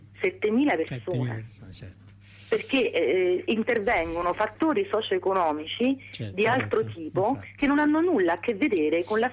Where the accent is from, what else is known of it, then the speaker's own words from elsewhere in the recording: Salerno, Campania, Italy; per chi non è della zona come me, che sono di Salerno e quindi conosco bene